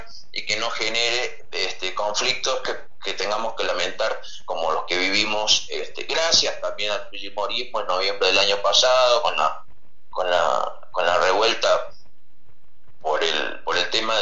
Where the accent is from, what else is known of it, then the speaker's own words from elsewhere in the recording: Córdoba, Argentina; now in Peru; yo hace muchos años que vivo acá en el Perú, pero bueno, soy cordobés, así que para mí es un gusto poder estar en conexión con medios de mi querida Córdoba.